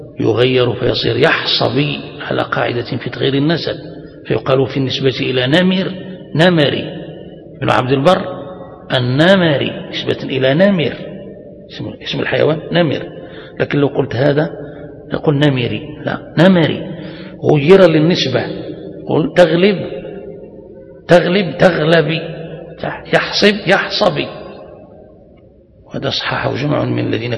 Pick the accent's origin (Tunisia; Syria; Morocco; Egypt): Morocco; وسبتة هذه عندنا في المغرب نقطة عبور من قديم